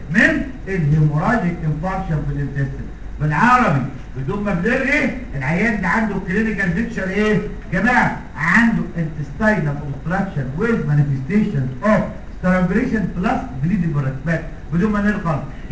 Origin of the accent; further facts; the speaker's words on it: Egypt; طبعا عندنا في مصر